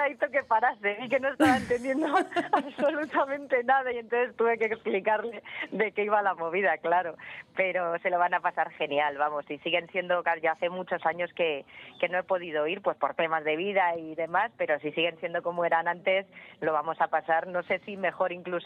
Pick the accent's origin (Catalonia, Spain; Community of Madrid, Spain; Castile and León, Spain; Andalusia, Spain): Community of Madrid, Spain; Madrid; yo he nacido en la Ventilla, me he criado allí y hace 9 añitos que me mudé